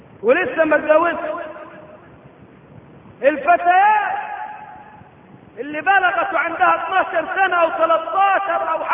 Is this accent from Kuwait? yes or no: no; Egypt; ليس عندنا في مصر الدولة النايمة اصل النمية